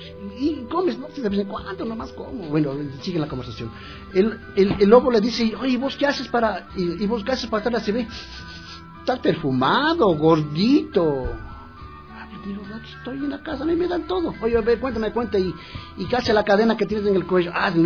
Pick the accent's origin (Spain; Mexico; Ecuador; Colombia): Ecuador; A mí me ha preguntado cuando voy a Francia si soy del África, de Guinea Ecuatorial, que también son ecuatorianos. Digo, no, soy del Ecuador.